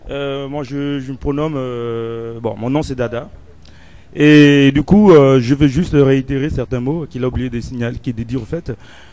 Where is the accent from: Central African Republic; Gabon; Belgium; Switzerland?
Gabon; now in France; ici en France, ils sont 15 ou 20 au maximum, et que chez nous, au Gabon, on est 100 ou 200 élèves par classe.